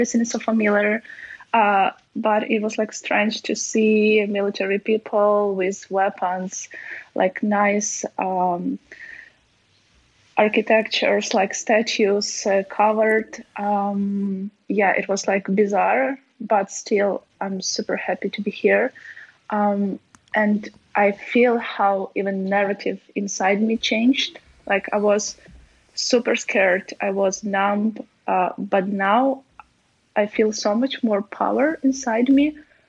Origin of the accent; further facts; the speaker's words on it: Ukraine; English is a second language; I will also will go and see my family in my hometown, which is like 200 kilometers from Lviv